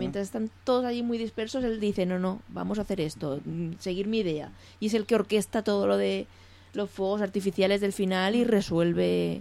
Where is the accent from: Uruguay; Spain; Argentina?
Spain; Castilla-La Mancha; yo me considero manchega. He estado muchos años viviendo en Ciudad Real